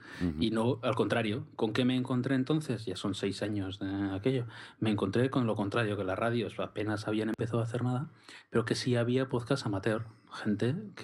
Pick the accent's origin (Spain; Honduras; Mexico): Spain; Mondragón, Basque Country; yo siempre he querido salir de Mondragón, al final... Trabajo en Bilbao, venía todos los días de Mondragón y, bueno, pues es mi pueblo, efectivamente, es el pueblo en el que he crecido